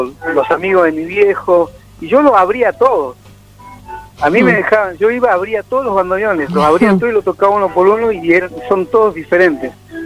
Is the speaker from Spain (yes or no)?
no; La Matanza, Buenos Aires Province, Argentina; Y me crié en el, o sea, más allá que me crié en La Matanza.